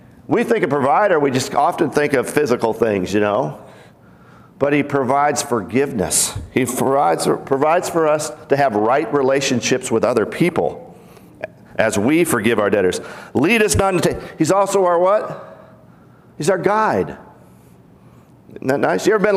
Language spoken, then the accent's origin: English; Pacific Northwest, United States; because I was raised in the Pacific Northwest, what do you have out in the Pacific Northwest?